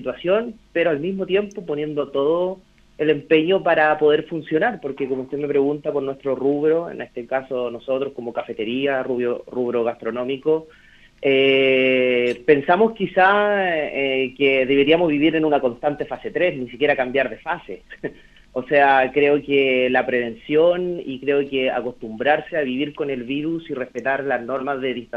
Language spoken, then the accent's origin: Spanish; Chile; conociéndonos cómo somos los chilenos